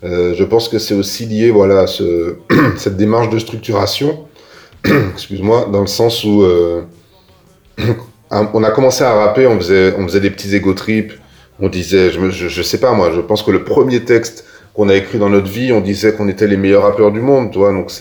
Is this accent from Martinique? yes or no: yes; Ducos, Martinique; qu'on vient pas de, on vient de Ducos. Et à Ducos, on vient pas des pires coins, on vient pas du ghetto